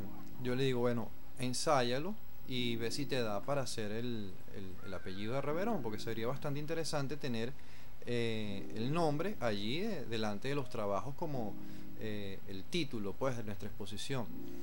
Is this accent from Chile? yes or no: no; Venezuela; para nosotros como venezolanos nos identificamos mucho